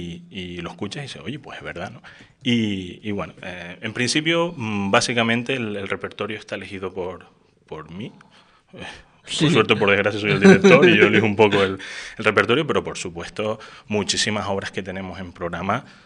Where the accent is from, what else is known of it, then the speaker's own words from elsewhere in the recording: Canary Islands, Spain; moved away as an adult; Yo soy de Lanzarote, desde que estando en el instituto allí, yo cantaba en coros allí y demás. Me vine a la universidad